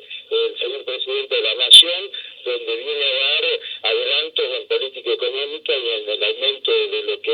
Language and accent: Spanish; Tucumán, Argentina; para nosotros es muy importante como tucumano.